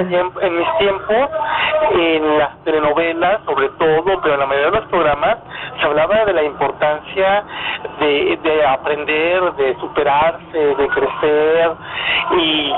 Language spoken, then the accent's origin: Spanish; Monterrey, Nuevo León, Mexico; Yo nací en Monterrey, yo vivía en Monterrey